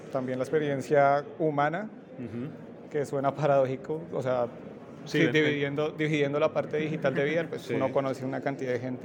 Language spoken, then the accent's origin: Spanish; Madrid, Community of Madrid, Spain; Ya, soy de Madrid.